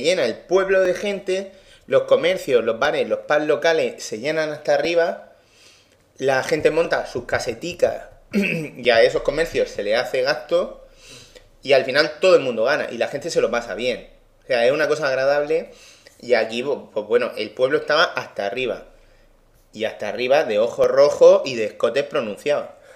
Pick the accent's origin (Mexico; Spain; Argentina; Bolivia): Spain; A Coruña, Galicia; Pero sin embargo, un sitio localizable, si soy de Coruña...